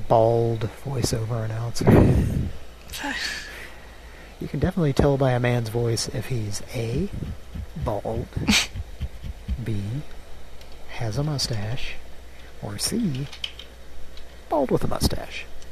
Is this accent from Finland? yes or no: no; Scotland, United Kingdom; Actually, I'm very Scottish, so I guess I could do that.